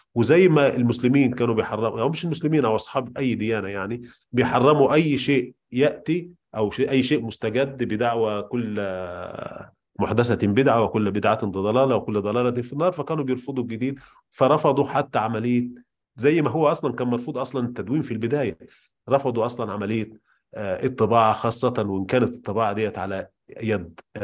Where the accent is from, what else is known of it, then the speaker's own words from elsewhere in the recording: Egypt; وبدأوا تكوين أول مطبعة عندنا في مصر